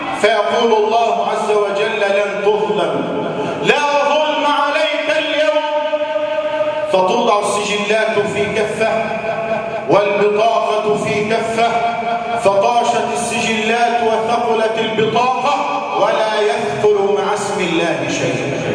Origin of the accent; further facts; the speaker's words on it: Egypt; اللهم اجعل بلدنا مصر آمنا مطمئنا